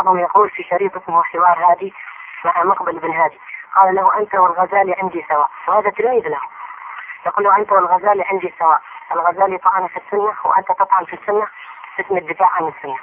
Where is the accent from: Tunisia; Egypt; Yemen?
Yemen; Hadhramaut; عندنا في حضرموت في كل بلية